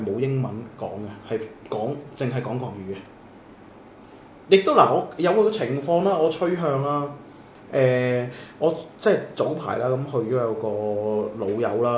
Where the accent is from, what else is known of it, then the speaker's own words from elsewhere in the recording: Guangzhou, Guangdong, China; 我哋廣州人